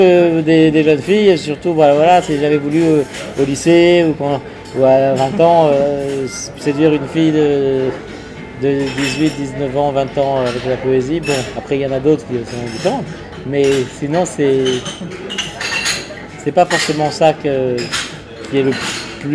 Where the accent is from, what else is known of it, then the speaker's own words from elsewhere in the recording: Paris, Île-de-France, France; À Paris, je suis très parisien, moi. Je suis un parisien tête de chien, moi.